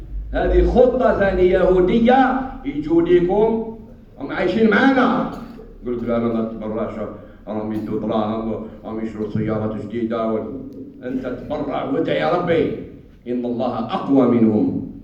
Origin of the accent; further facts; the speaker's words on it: Algeria; والحمد لله في بلدنا الجزائر تبرعات قوية على مستوى الدولة ومستوى الشعب